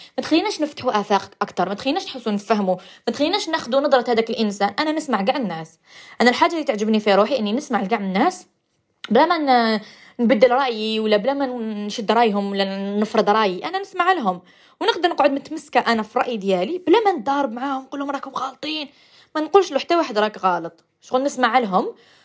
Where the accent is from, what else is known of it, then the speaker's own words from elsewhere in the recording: Algeria; accent: Algerian; حنا نفسروا على حساب ثاني اللهجه تاعنا الجزائريه، على حسبنا وحنا لهجتنا ماشي صحيحه